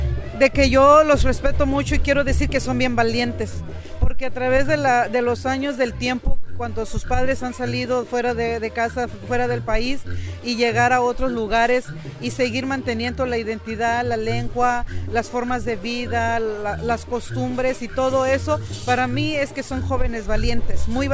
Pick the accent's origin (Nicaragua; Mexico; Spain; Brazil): Mexico; Oaxaca; para poder mantener ahora sí que nuestra identidad como oaxaqueños a través ahora sí de los años migratorios que llevamos.